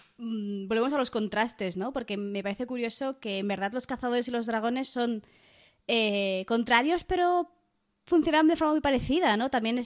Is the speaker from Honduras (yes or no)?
no; Barcelona, Catalonia, Spain; a mí soy de Barcelona toda la vida, catalana.